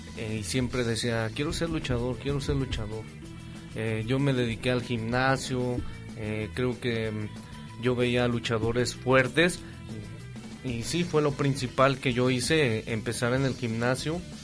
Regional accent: Tulancingo, Hidalgo, Mexico; soy de Tulancingo, Hidalgo.

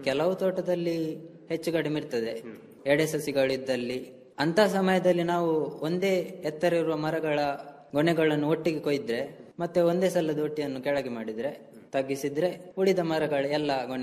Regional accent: Bantwal, Karnataka, India; ನಾನು ನನ್ನ ಊರು ಬಂಟ್ವಾಳ ತಾಲೂಕು ಬಂಟ್ವಾಳ ಕಸಬಾ ಗ್ರಾಮ ಅಗ್ರಹಾರ. ನನ್ನ ವಯಸ್ಸು 23.

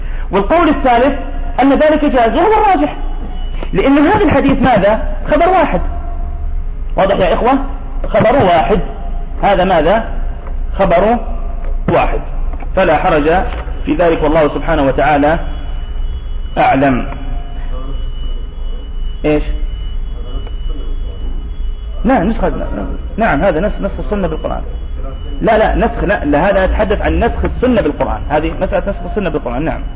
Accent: Nablus, West Bank, Palestine; وخصوصا إنه معروف عندنا في نابلس في عندنا مشكلة في القبلة

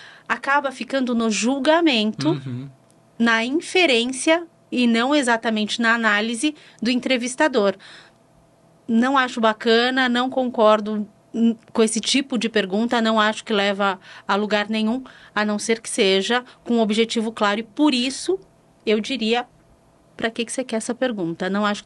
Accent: São Paulo, Brazil; Eu já diria, ai, como boa paulistana, seria bolacha.

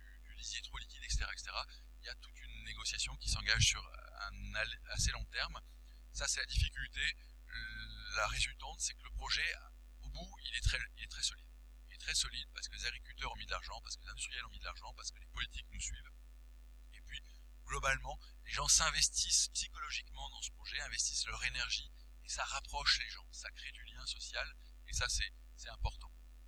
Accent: Paris, Île-de-France, France; quand je suis parisien, et c'est un énorme défaut

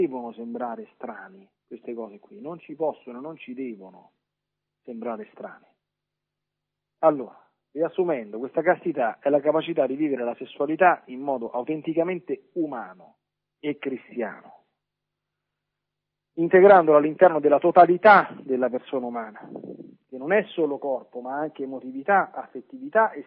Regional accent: Lazio, Italy; Non lontano dalle mie parti, a Subiaco, c'è il luogo dove

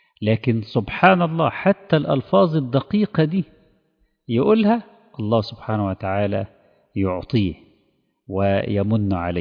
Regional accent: Egypt; خاصة نحن كمصريين لنا ارتباط وجداني بها

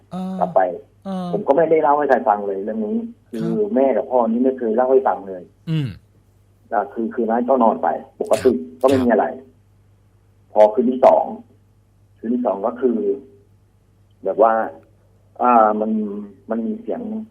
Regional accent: Trat, Thailand; born there; ผมเกิดที่จังหวัดตราดครับ

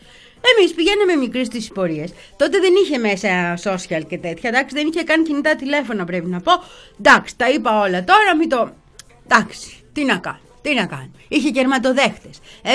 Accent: Petroupoli, Attica, Greece; Εγώ έμεινα τώρα, μεγάλωσα στην Πετρούπολη.

